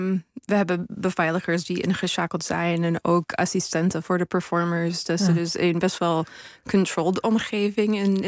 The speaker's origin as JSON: {"language": "Dutch", "country": "United States", "second_language": "Dutch", "said": "Ik ben natuurlijk geen Nederlander. Ik kom uit Amerika."}